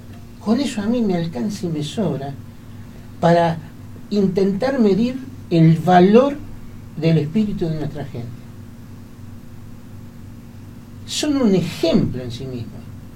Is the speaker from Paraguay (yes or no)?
no; Argentina; me alcanza y me sobra como argentino para sentirme orgulloso de lo que han hecho.